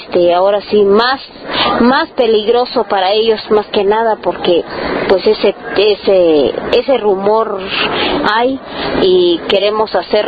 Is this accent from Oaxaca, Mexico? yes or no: yes; San Juan Copala, Oaxaca, Mexico; que somos mujeres de San Juan Copala